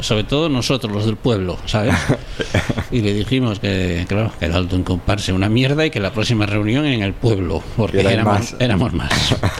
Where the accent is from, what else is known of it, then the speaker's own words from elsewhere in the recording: Porriño, Galicia, Spain; es un tema que me recuerda a mi infancia, porque había un grupo en mi pueblo